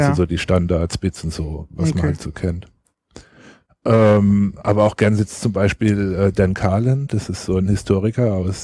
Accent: Rhineland-Palatinate, Germany; Also ich bin kein Badener, sondern Pfälzer.

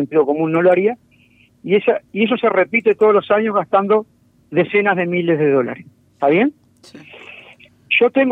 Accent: Parque del Plata, Canelones, Uruguay; Y nací en Parque del Plata

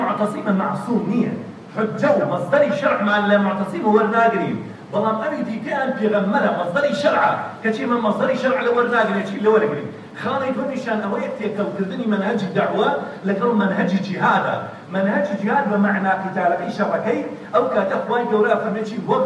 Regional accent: Kurdistan Region, Iraq; اللهم احفظ بلدنا كردستان هذا يا رب العالمين

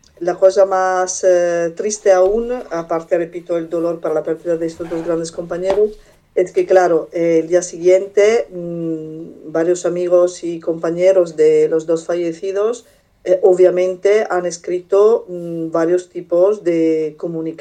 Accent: Italy; Spanish is a second language; Yo como italiana y habiendo tenido también experiencia a nivel represivo

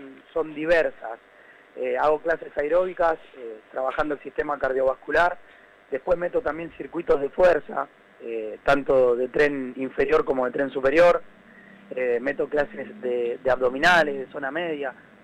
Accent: Merlo, Buenos Aires Province, Argentina; Yo soy de Merlo.

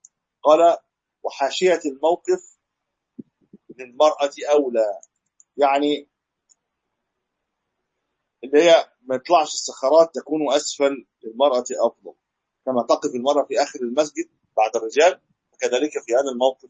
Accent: Egypt; يعني احنا من مصر بنروح

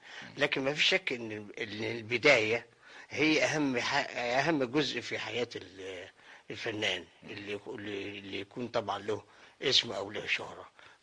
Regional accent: Cairo, Cairo Governorate, Egypt; من مواليد القاهره ومن حي باب الشعريه، والحي ده ليه دخل كبير جدا في تكويني، حتى في تكوين الفن يعني، لانه يعني عاوز اقول انه حي شعبي

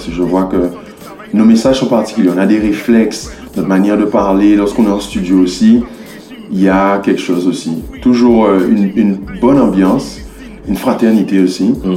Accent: Guadeloupe; on est de Guadeloupe et de Nina

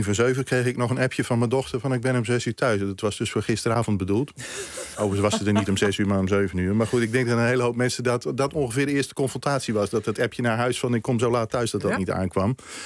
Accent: Netherlands; Maar dat ja, ik ben een Nederlander.

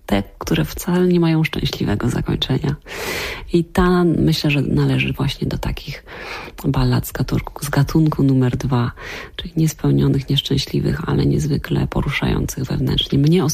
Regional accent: Silesian Voivodeship, Poland; Ja jestem ze Śląska

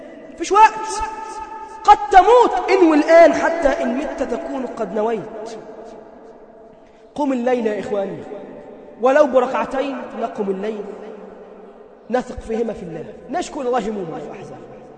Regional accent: Egypt; اللهم اجعل بلدنا مصر أمنا أمانا

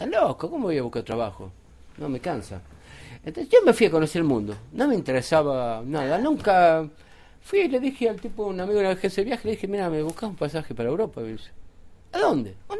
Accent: Tinogasta, Catamarca, Argentina; Nací en Catamarca, en Tinogasta.

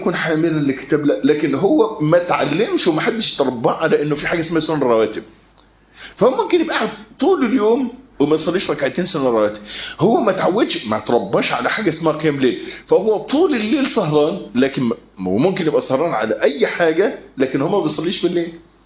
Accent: Egypt; الكلام ده مش متوفر عندنا في مصر

